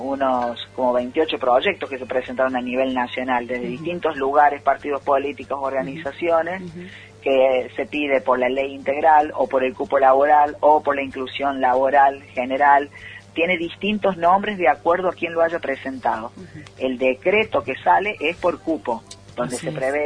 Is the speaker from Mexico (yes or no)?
no; Córdoba, Argentina; en el interior del interior, en nuestros pueblos y en Tras la Sierra, ya estamos hablando ahí en los pagos nuestros